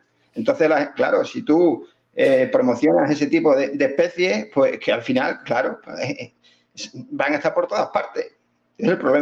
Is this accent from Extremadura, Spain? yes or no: yes; Extremadura, Spain; de embalses grandes que tenemos aquí en Extremadura, para echarlas aquí a la charca de mi pueblo o al embalse de mi pueblo.